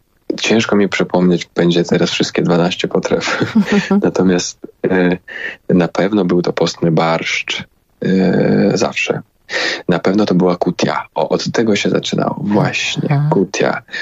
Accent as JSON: {"language": "Polish", "town": "Kharkiv", "region": "Kharkiv Oblast", "country": "Ukraine", "said": "Pochodzę z Ukrainy Wschodniej, jak już wspomniałem, tak, spod Charkowa, z Charkowa."}